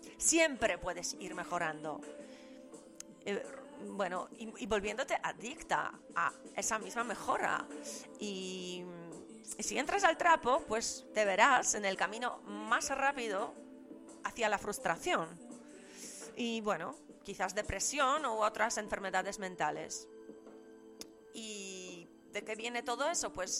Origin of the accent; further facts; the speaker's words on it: Poland; Yo vengo de Polonia socialista, ¿sabéis?